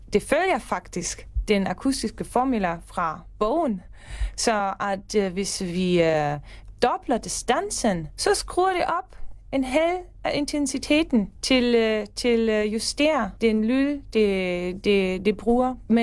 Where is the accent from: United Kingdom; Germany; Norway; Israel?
Germany; Danish is a second language; now in Denmark; og jeg er tysker, men jeg bor i Danmark de sidste 6 år.